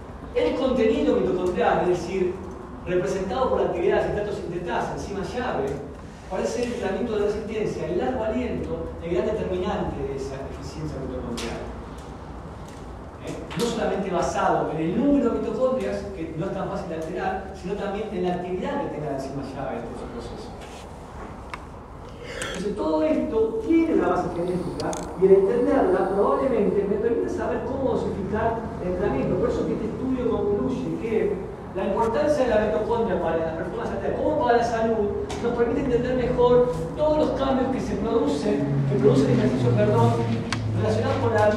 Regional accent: Misiones, Argentina; Y mirá, yo nací en Misiones. Solamente hacía 10 kilómetros sin bicicleta todos los días para ir y volver a mi colegio.

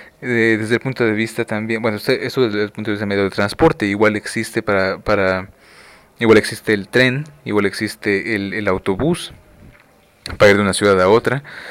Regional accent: Mexico; Vietnam para mí, que yo soy mexicano, bueno, se encuentra justamente en el otro lado del mundo

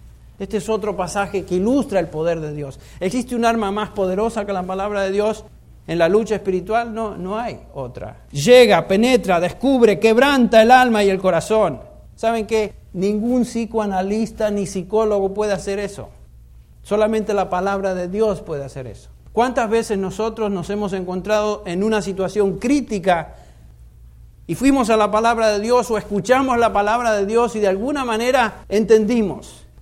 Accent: Argentina; Aquellos que somos argentinos tomamos mate.

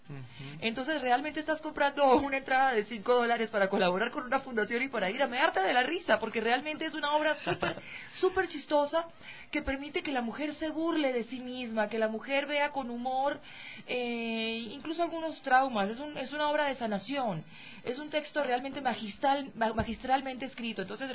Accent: Venezuela; lo vi en Venezuela, lo vi en mi ciudad natal

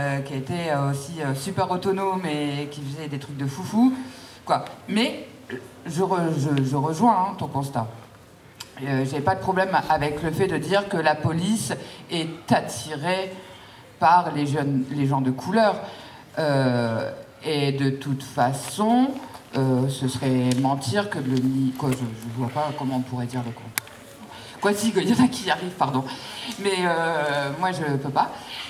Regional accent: Amiens, Hauts-de-France, France; Moi je suis issue de quartier populaire, je suis née à Amiens Nord, j'y ai grandi, j'y fais grandir mes filles et je vais y crever dans ce quartier parce que j'aime mon quartier.

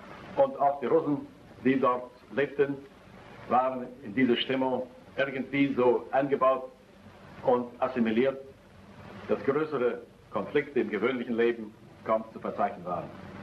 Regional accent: Tallinn, Harju County, Estonia; Geboren bin ich in der Hansestadt Reval, hoch oben am finnischen Meerbusen.

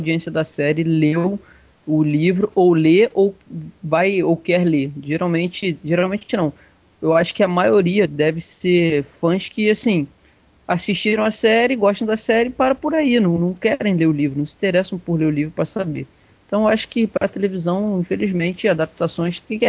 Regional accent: Rio de Janeiro, Brazil; eu, que sou carioca

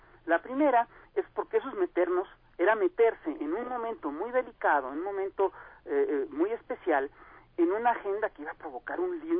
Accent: Mexico; Pero es una cosa que yo como caricaturista mexicano tengo que ganar desde aquí.

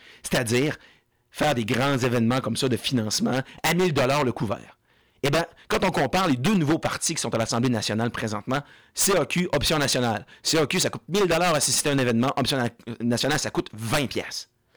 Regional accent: Quebec, Canada; nous, en tant que Québécois, on s'identifie à notre pays

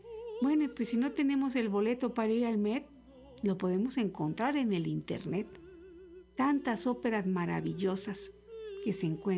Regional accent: Jalisco, Mexico; Y también tenemos teatros maravillosos como en mi tierra, el Teatro Degollado.

